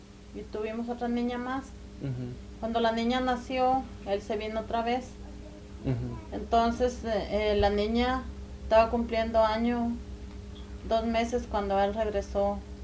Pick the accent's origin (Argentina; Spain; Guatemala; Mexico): Guatemala; moved away; desde que nos venimos de Guatemala nunca las habíamos tenido en casa